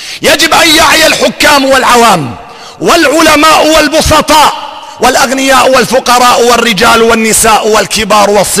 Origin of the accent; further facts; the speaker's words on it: Syria; يجب أن نعترف بأن بلدنا سوريا